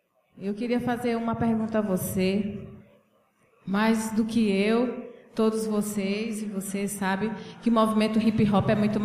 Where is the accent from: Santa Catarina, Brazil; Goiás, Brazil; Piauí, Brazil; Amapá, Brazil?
Piauí, Brazil; Teresina; sou de Teresina, Piauí